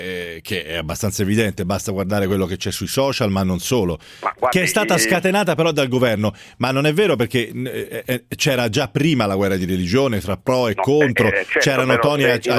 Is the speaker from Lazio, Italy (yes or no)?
no; Tuscany, Italy; Sì, io sono toscano ma mi defilo